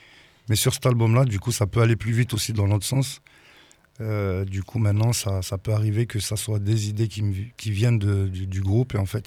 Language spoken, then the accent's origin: French; Toulouse, Occitanie, France; On dit qu'on est de Toulouse, mais il y en a qui sont du Gers, du Tarn. Moi, je suis à 20 minutes, mais on va dire qu'on est de Toulouse.